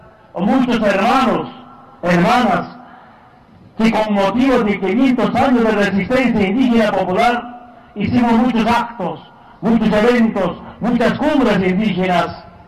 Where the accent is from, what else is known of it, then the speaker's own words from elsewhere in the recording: Bolivia; Yo pensé que solamente en mi tierra, en mi país, en Bolivia